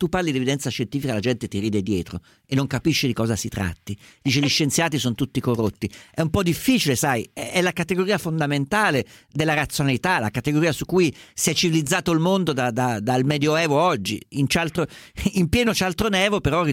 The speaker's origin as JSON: {"language": "Italian", "town": "Perugia", "region": "Umbria", "country": "Italy", "said": "da Perugia."}